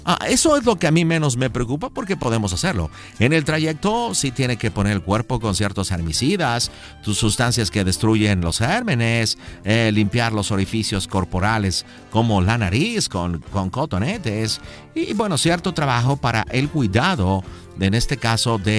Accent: United States; born there; mis padres son mexicanos, yo nací en los Estados Unidos, yo no pedí nacer en los Estados Unidos, ¿ok? Pero mis abuelos, mi familia son mexicanos.

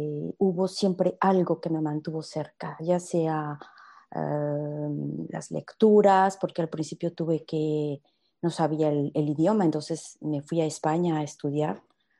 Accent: Querétaro, Mexico; moved away as an adult; now in France; soy mexicana de Querétaro y viví 27 años en México y me vine a Francia porque me casé con un francés y precisamente el mes que viene voy a cumplir 27 años también en Francia.

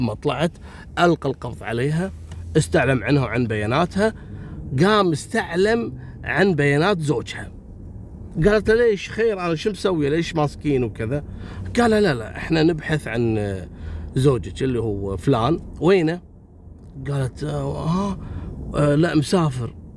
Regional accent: Kuwait; حصلت عندنا في الكويت يعني في أول التسعينات

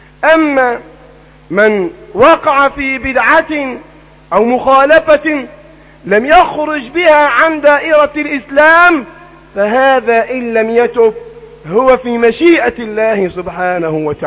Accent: Egypt; هذه الفرقة موجودة تنتشر في كل مكان في بلدنا مصر

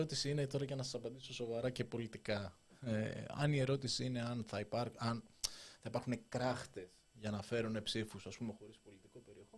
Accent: Nea Smyrni, Attica, Greece; Νέα Σμύρνη.

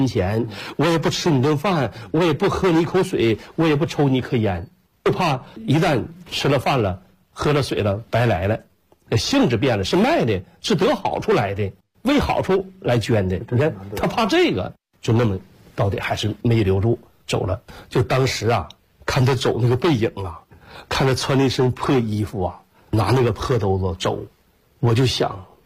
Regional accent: Shandong, China; 我说我是搁山东，我老家是山东人，我们也是下关东来到东北的

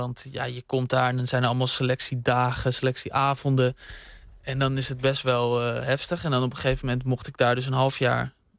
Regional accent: Bussum, North Holland, Netherlands; Ik zat op voetbal in Bussum, waar ik ben opgegroeid.

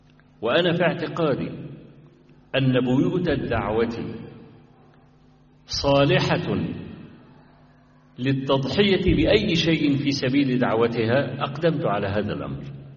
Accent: Egypt; حتى صدر عندنا في مصر في بعض المحاكم

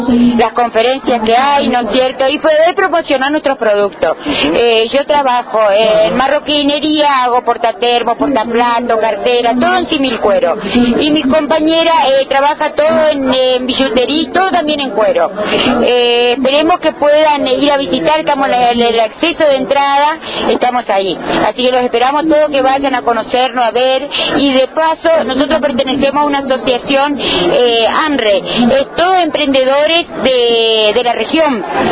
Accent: Reconquista, Santa Fe, Argentina; soy de Reconquista, Santa Fe, a 1200 kilómetros de aquí

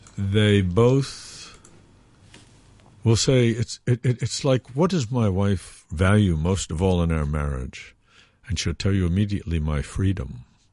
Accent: New York, United States; now in Hong Kong; And I grew up in New York, so I have a good comparison.

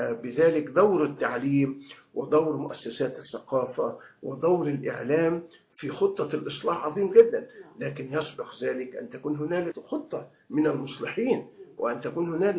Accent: Egypt; ونحن عندنا في مصر نماذج لهذا.

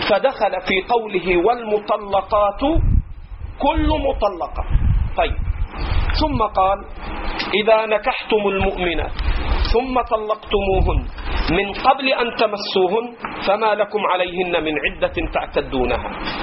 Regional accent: Egypt; accent: Egyptian; أترخم عليك على لهجتنا في مصر

